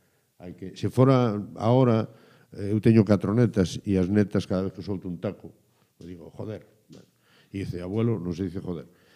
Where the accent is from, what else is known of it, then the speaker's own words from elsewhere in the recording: Galicia, Spain; Son de todos os equipos galegos porque son galego e polo tanto son de todos os equipos galegos